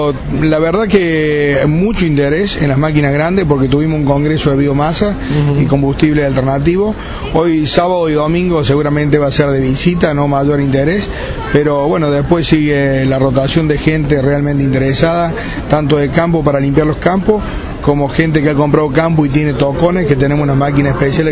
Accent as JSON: {"language": "Spanish", "town": "Oncativo", "region": "Córdoba", "country": "Argentina", "said": "Nosotros somos de Oncativo, de Córdoba."}